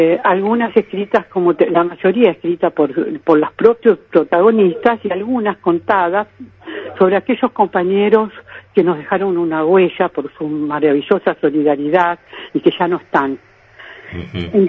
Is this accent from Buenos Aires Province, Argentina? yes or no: no; Rosario, Santa Fe, Argentina; yo, que soy de Rosario, Argentina